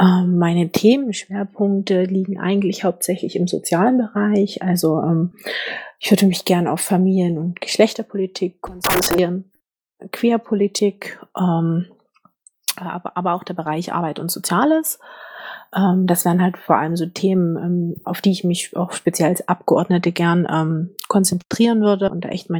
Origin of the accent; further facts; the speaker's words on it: Saxony, Germany; ich komme aus dem Erzgebirge, ich bin dort geboren und aufgewachsen. Ich habe dann Aue Abitur gemacht, also richtige Sächsin.